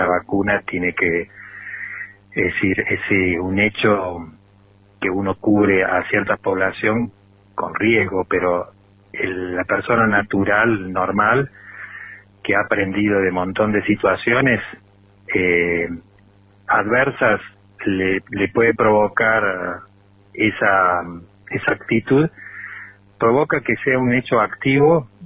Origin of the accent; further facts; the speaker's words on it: Córdoba, Argentina; now in Traslasierra, Argentina; Soy nativo de Córdoba capital, vivo acá en Tras la Sierra desde el año 91.